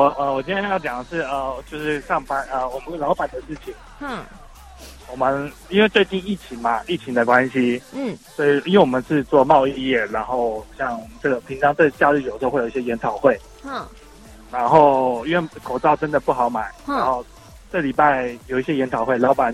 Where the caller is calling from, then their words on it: Taipei, Taiwan; 我是台北的忍者